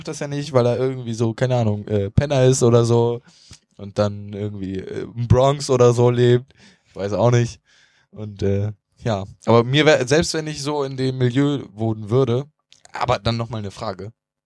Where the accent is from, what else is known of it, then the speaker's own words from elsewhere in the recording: Northern Germany, Germany; Aber das ist jetzt nur mal meine persönliche Meinung hier als Norddeutscher.